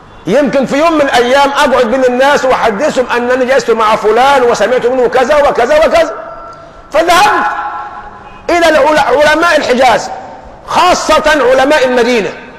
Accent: Egypt; طبعا نحن كمصريين فينا العاطفة

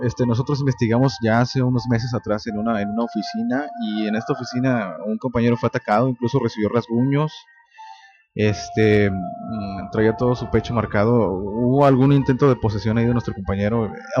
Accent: Guadalupe, Mexico; Bueno, yo soy de Guadalupe, pero vivimos en Nuevo León.

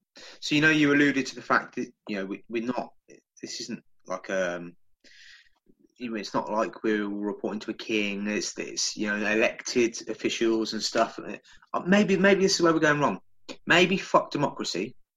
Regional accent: England, United Kingdom; Yes, I will take this country by force because I'm fucking English and I do what I want.

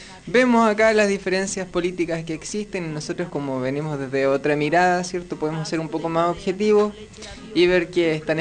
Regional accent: Chile; now in Argentina; con nosotros venimos desde Chile, ¿cierto?

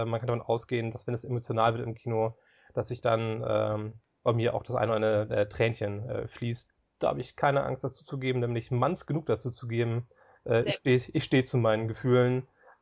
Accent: Hamburg, Germany; ich komme aus Hamburg, ich bin aktuell 42 Jahre alt.

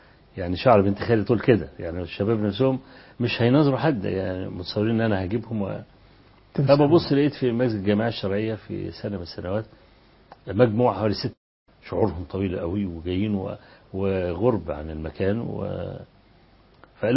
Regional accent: Kafr El Sheikh, Kafr El Sheikh Governorate, Egypt; كان في فكر التكفير عندنا في كفر الشيخ

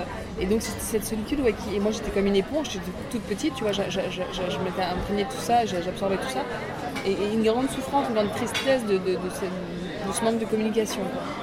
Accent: Réunion, France; also born or lived in Lorraine; Moi, je suis née en Lorraine. Après, j'ai grandi à l'île de la Réunion et je suis venue à Paris.

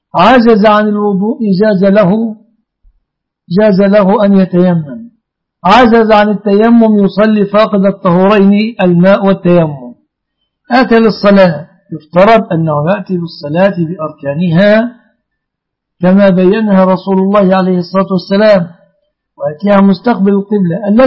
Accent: Mansoura, Dakahlia, Egypt; والله أنا من المنصورة يا أخي

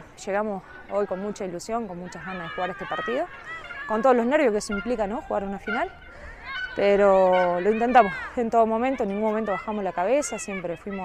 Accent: Castex, La Pampa, Argentina; now in Santa Rosa, Argentina; Soy de Castex, sí, empecé allá, jugué en Racing y, bueno, cuando me vine a Santa Rosa jugué también en Pampa Fútbol, en Carro y, bueno, y terminé acá en Santa Rosa

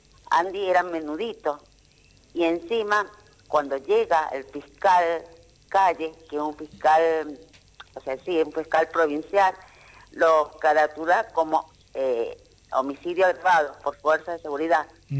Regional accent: San Luis, Argentina

